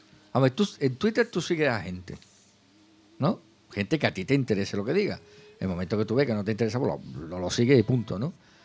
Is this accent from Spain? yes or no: yes; Jerez de la Frontera, Andalusia, Spain; yo soy de Jerez